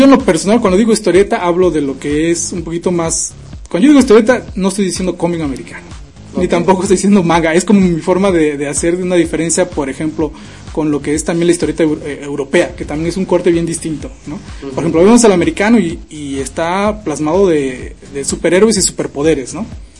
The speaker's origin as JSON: {"language": "Spanish", "region": "Veracruz", "country": "Mexico", "said": "ojalá y sea este año también tocar algo de aquí en mi país y decir pues también estoy en Veracruz, estoy en México y algo local"}